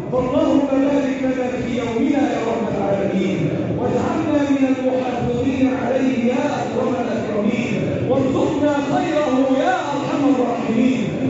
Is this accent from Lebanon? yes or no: no; Egypt; اللهم احفظ بلدنا مصر وسائر بلاد